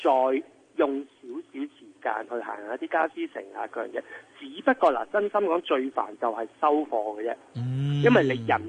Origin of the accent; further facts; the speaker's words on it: Hong Kong; 有時係我哋香港人。覺得唔係好習慣